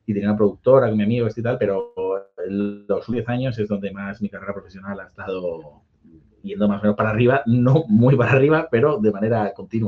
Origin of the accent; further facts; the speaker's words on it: Parla, Community of Madrid, Spain; yo soy humilde, soy de Parla, pero para ser de Parla yo pensaba que éramos ricos